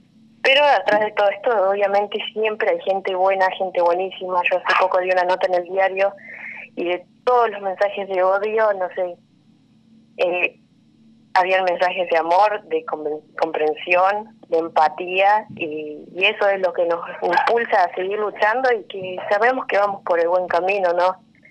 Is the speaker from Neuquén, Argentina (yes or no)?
yes; Neuquén, Argentina; Y acá en Neuquén, bueno, yo soy de Neuquén